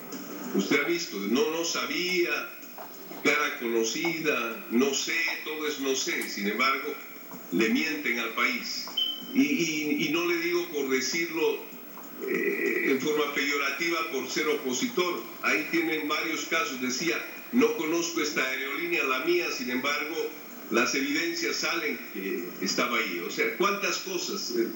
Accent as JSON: {"language": "Spanish", "country": "Bolivia", "said": "espero verlos pronto a los bolivianos, pero yo en mi país."}